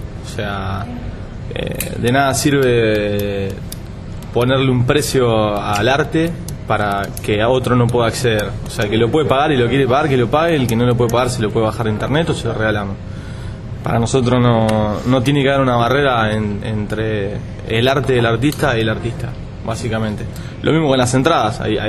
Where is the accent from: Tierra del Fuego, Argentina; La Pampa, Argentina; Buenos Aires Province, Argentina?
Buenos Aires Province, Argentina; Temperley; Somos tres hermanos de Temperley, una provincia del sur de la capital.